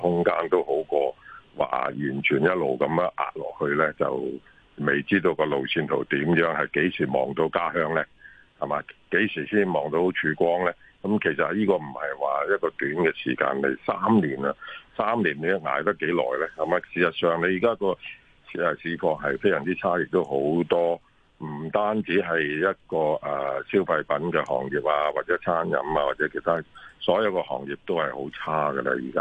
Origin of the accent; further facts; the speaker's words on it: Hong Kong; 我作为香港人喺度土生土长咁多年咧